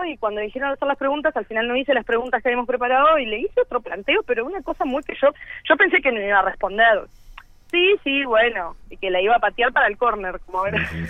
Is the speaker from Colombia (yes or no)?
no; Uruguay; moved away; que como uruguayos podíamos entrar acá